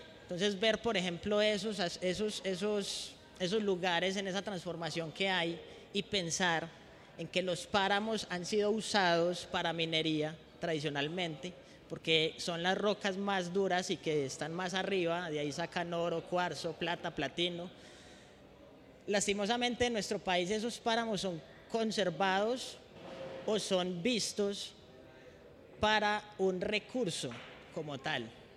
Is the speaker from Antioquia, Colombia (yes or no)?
yes; Antioquia, Colombia; yo soy muy montañero, yo vengo de Urabá, Antioquia